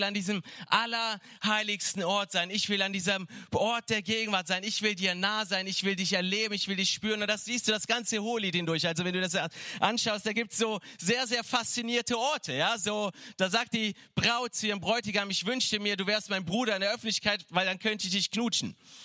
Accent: Cologne, North Rhine-Westphalia, Germany; Ja, ich komme aus Köln, da trinkt man eher andere Sachen.

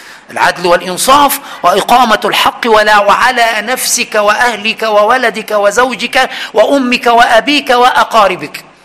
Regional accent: Egypt; عندنا في مصر يقول ده

